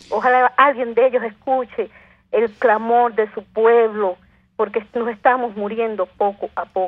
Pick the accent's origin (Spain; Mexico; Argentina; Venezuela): Venezuela; vemos venezolanos, y me incluyo porque soy venezolana